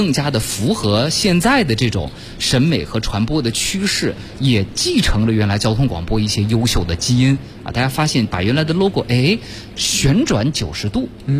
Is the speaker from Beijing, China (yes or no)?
yes; Beijing, China; 这还真不是咱们北京人特别爱用的说出租车的方法。